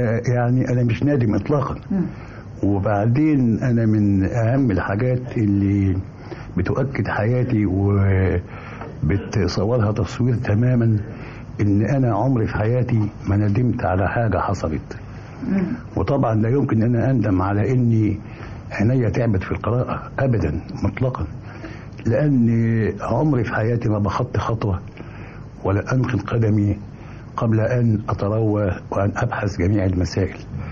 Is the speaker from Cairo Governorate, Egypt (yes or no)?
no; Mansoura, Dakahlia, Egypt; أنا من المنصورة